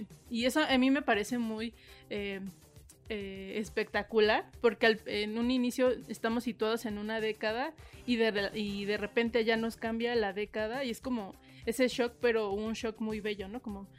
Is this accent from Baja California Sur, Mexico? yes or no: no; Mexico City, Mexico; para los chilangos a lo mejor no nos parecerá tan violenta esta ciudad, pero sí lo es